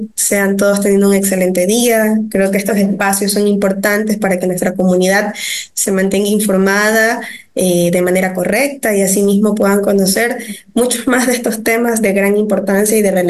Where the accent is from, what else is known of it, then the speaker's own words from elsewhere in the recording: Ecuador; que queremos que se haga una cultura que es parte de nosotros como los ecuatorianos.